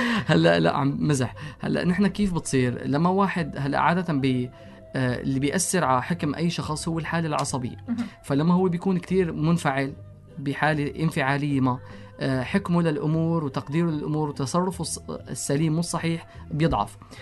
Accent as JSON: {"language": "Arabic", "country": "Syria", "said": "إلنا كسوريين كعرب ككشافين كإنسان"}